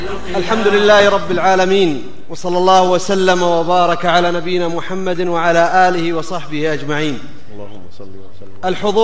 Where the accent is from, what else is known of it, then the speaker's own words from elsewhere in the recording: Riyadh, Riyadh Province, Saudi Arabia; أنا والشيخ عايض من أهل الرياض